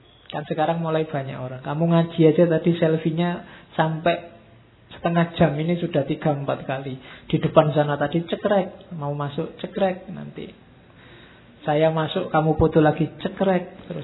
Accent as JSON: {"language": "Indonesian", "region": "East Java", "country": "Indonesia", "also_born_or_lived": "Yogyakarta", "said": "Atau sama-sama Jawa, neng aku Jawa Timur, harusnya rada gampang misuh-misuh sithik ngono."}